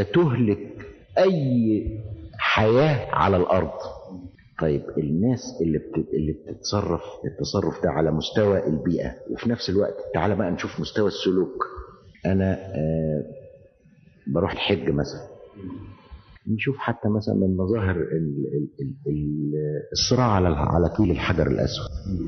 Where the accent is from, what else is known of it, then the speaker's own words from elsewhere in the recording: Egypt; إحنا عندنا في مصر تعبير شعبي بيقول إيه